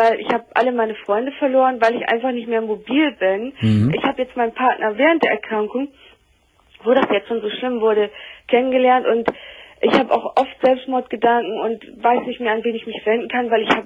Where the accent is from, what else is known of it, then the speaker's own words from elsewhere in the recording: Bremen, Germany; Ich habe jetzt auch einen Hausarzt in Bremen, wo ich herkomme